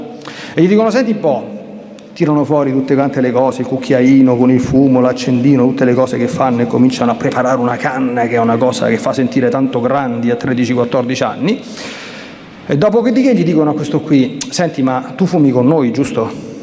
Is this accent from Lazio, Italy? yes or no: yes; Latina, Lazio, Italy; born there; io sono nata a Latina, è patrona dell'Agro Pontino.